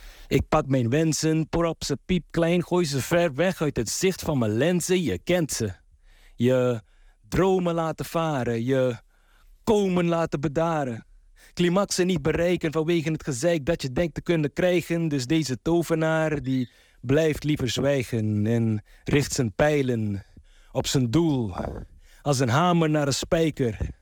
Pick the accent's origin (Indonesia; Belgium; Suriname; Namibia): Suriname; Paramaribo; now in Rotterdam, Netherlands; Ik ben opgegroeid in Paramaribo, maar woon al heel lang in Rotterdam-Krooswijk.